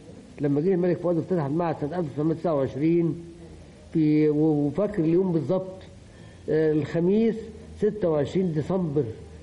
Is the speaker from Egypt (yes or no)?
yes; Upper Egypt, Egypt; now in Cairo, Egypt; في المجتمع القاهري، وانا كنت جاي من الصعيد